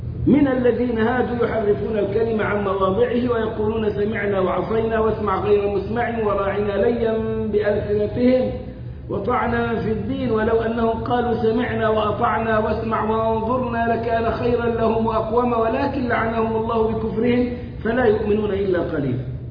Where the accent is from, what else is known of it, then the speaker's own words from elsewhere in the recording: Egypt; عندنا في مصر يقولوا